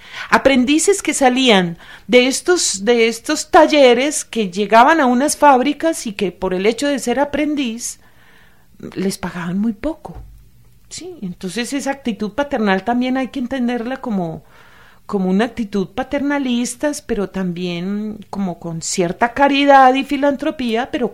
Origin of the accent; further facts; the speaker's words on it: Antioquia, Colombia; en Antioquia es muy frecuente, yo soy antioqueña, amo profundamente mi tierra